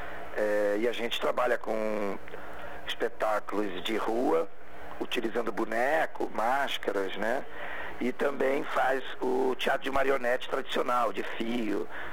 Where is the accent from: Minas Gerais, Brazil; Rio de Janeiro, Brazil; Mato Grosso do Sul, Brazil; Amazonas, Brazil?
Rio de Janeiro, Brazil; now in São Paulo, Brazil; Então, eu estou em São Paulo há 18 anos.